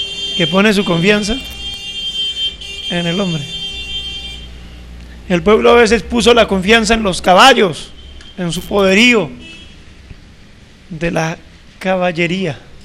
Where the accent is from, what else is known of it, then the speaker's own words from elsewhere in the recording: Colombia; Y nosotros como somos colombianos y nos hemos acostumbrado a ese lenguaje así, un poco golpeadito.